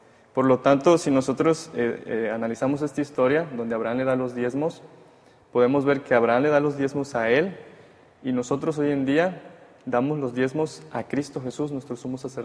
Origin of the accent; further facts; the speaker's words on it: Comalcalco, Tabasco, Mexico; igual estudio teología, mi cuarto año y soy de Comalcalco, Tabasco.